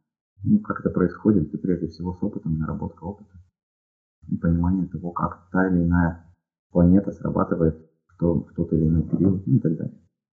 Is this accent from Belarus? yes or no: no; Ukraine; now in Russia; так как я родом из Украины, у меня соответствующий был диалект или выговор, или акцент. И когда я переехал в Россию, мне с этим было несколько неловко.